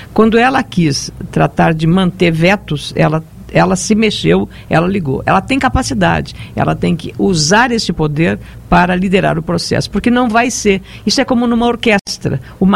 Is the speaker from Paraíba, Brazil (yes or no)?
no; Rio Grande do Sul, Brazil; Eu, como gaúcha, eu penso que eu me orgulho muito